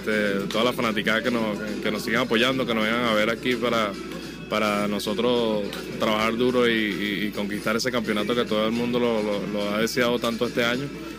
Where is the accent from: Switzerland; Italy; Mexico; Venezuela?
Venezuela; now in United States; A mí me encanta jugar en mi país, ya que toda mi familia no puede ir a verme en Estados Unidos